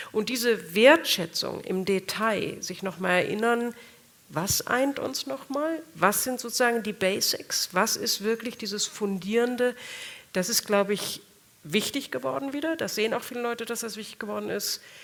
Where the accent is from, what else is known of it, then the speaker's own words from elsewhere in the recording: Saarland, Germany; born there; ich bin selbst im Saarland geboren, meine Eltern waren zutiefst überzeugt Europäer